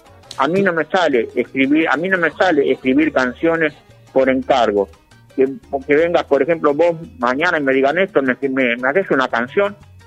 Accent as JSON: {"language": "Spanish", "town": "Pellegrini", "region": "Buenos Aires Province", "country": "Argentina", "tie": "born or raised there", "said": "en Pellegrini, mi pueblo natal, en el oeste de la provincia de Buenos Aires, en el límite con La Pampa"}